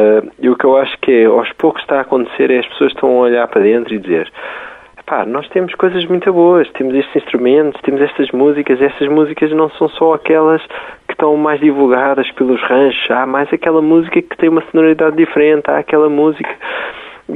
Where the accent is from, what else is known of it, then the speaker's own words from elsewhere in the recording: Portugal; Se nós vamos a um sítio e somos de Portugal